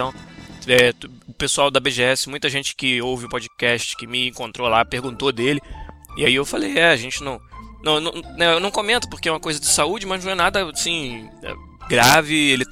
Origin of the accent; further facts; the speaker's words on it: Rio de Janeiro, Brazil; now in Vancouver, Canada; Porque eu cheguei direto em São Paulo, né? Eu sou do Rio, então nem fui no Rio, não fui ver ninguém.